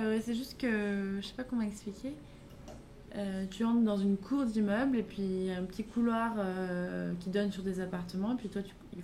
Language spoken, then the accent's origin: French; Pau, Nouvelle-Aquitaine, France; En plus, je viens de Pau, donc ça souvent me fait la blague.